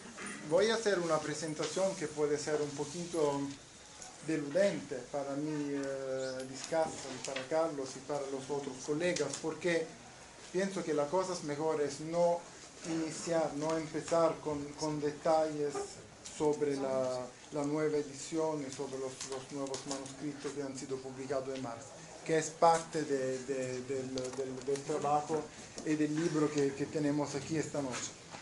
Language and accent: Spanish; Naples, Campania, Italy; Spanish is a second language; now in Canada; Que trabajo en Canadá, pero soy de Italia, soy del sur de Italia, de Nápoles